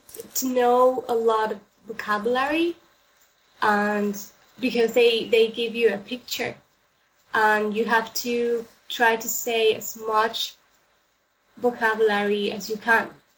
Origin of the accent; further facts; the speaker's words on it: Spain; English is a second language; It's a huge problem here in Spain. I don't know why, but we are li